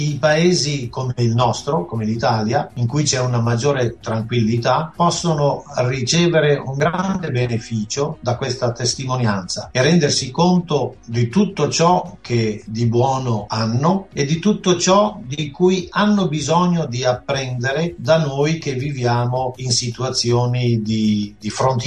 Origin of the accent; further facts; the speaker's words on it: Somalia; Italian is a second language; siccome vengo dalla Somalia dove ho imparato il somalo